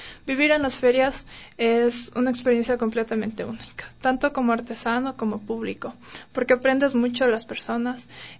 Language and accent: Spanish; Ecuador; nosotros reflejamos lo que somos como ecuatorianos